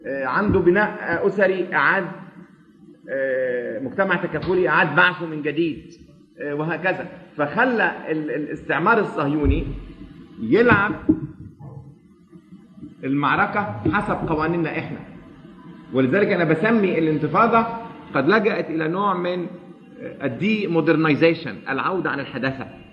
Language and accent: Arabic; Alexandria, Alexandria Governorate, Egypt; وأنا يعني من نشأت في مدينة الإسكندرية قبل أن تنحط وتصبح مدينة حديثة